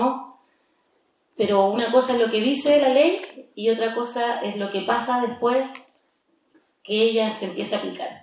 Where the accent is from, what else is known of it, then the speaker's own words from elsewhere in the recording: Temuco, Araucanía, Chile; nací en Temuco, vivo aquí en Gualmapu toda mi vida, estudié en la Universidad Católica de Temuco.